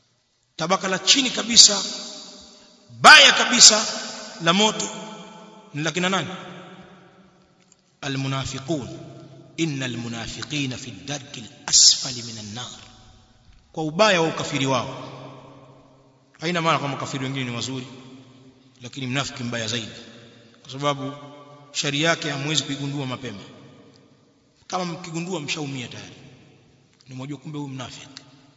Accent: Kilimanjaro, Tanzania; sisi watu wengine watu wa bara useme kule kwetu uchagani tutamke heri

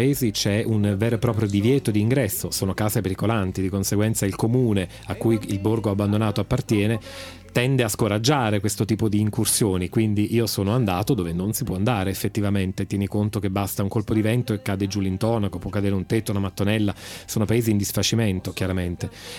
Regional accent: Basilicata, Italy; è un paese lucano, e sono lucano di origine, quindi lo amo particolarmente.

